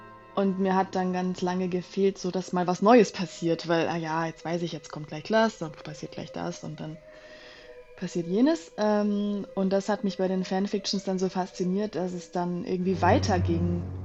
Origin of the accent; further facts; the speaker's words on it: Düsseldorf, North Rhine-Westphalia, Germany; ich komme aus Düsseldorf